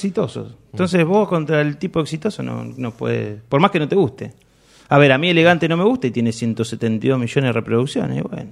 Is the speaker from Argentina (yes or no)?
no; Spain; Es española. Es de mi tierra.